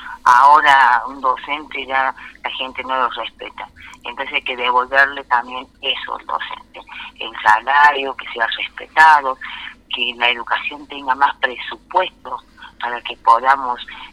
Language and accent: Spanish; San Pedro, Córdoba, Argentina; born or raised there; also born or lived in Villa Dolores